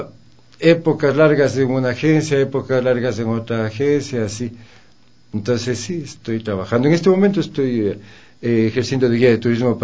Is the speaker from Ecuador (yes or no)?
yes; Ecuador; y yo me integré como ecuatoriano, y fue como haber trabajado la música toda la vida